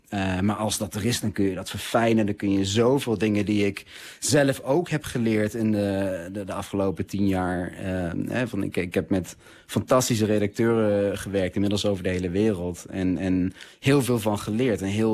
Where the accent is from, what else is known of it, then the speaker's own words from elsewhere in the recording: Netherlands; En ik ben Nederlander